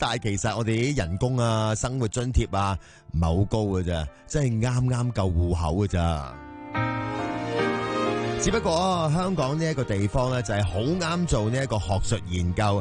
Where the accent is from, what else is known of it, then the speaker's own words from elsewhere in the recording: China; now in Hong Kong; 我身为一个内地人咧，喺香港咧所见所闻咧，其实都系百感交集噶。